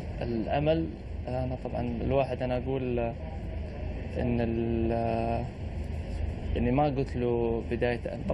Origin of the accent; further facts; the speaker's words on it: Bulgaria; now in United Kingdom; From Bulgaria, yeah.